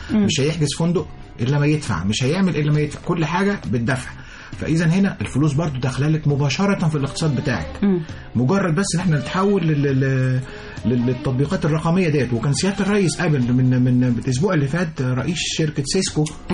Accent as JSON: {"language": "Arabic", "country": "Egypt", "said": "إحنا بنستعمل العالمين أو بنستعمل الساحل الشمالي كمصريين بدءا من شهر 6 بعد امتحانات الثانوية العامة."}